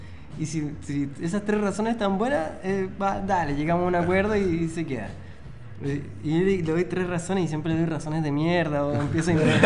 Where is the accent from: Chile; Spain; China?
Chile; Rancagua, O'Higgins; De hecho, ahora me acordé en Rancagua, en mi ciudad natal